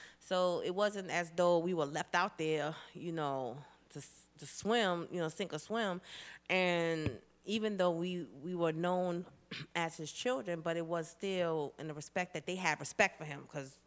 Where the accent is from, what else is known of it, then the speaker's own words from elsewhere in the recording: Queens, New York, United States; we lived in, we lived in South Jamaica, Queens. 40 Projects in the house. Let me get a shout out to my hometown.